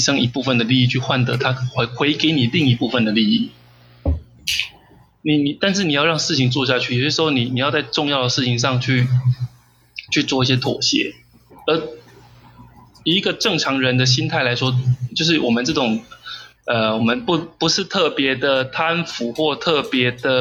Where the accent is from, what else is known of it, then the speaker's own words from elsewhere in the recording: Kaohsiung, Taiwan; 就像高雄人好了，我们都是高雄人